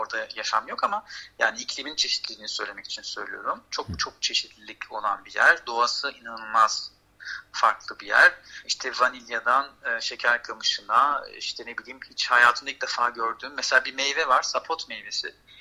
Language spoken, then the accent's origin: Turkish; Istanbul, Turkey; born there; also born or lived in Strasbourg, France; Ben İstanbul doğumluyum.